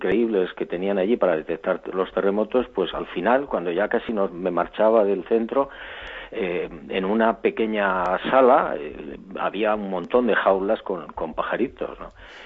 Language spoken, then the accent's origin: Spanish; Barbate, Andalusia, Spain; la posibilidad de regresar a mi pueblo, a Barbate, a mi playa